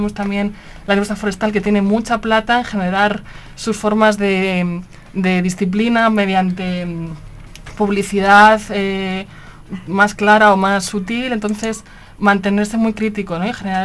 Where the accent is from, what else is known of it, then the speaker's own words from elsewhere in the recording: Madrid, Community of Madrid, Spain; now in Barcelona, Spain; todo el mundo quiere que yo sea catalana, pero porque yo vivo en Barcelona, en Cataluña, pero nací en Madrid. Lo siento mucho. Allí nací.